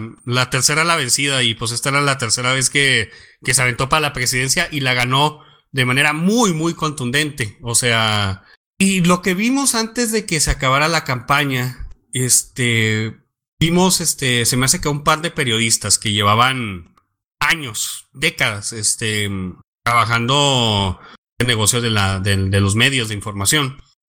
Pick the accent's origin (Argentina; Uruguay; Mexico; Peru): Mexico; yo quiero diseminar esto especialmente en mi país ahora que entró el nuevo presidente legítimo, Andrés Manuel López Obrador, AMLO